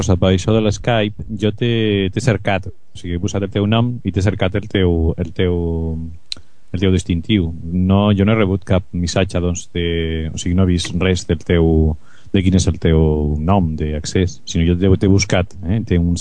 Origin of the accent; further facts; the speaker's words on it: Badalona, Catalonia, Spain; Badalona.